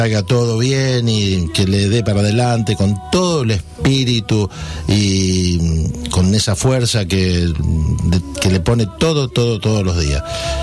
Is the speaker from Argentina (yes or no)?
yes; Litoral, Argentina; Y allá por mi pueblo, o por mi tierra, en la zona allí del litoral